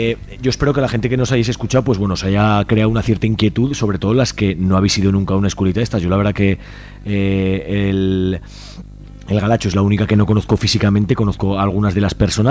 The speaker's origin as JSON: {"language": "Spanish", "town": "Alcañiz", "region": "Aragon", "country": "Spain", "said": "Yo vengo del Bajo Aragón de Alcañiz y hay gente con un sitio ya pensado."}